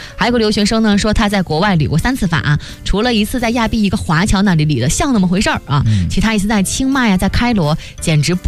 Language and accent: Chinese; Northeast China, China; 这个可能作为一个东北人，对于你们的这种震撼我表示不以为然。